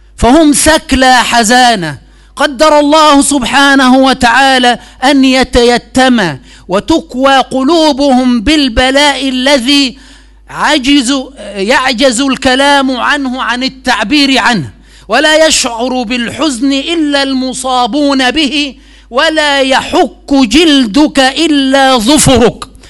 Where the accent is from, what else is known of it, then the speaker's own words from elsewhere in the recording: Egypt; هذه محاولة مني للإلمام بحال بلدنا مصر حفظها الله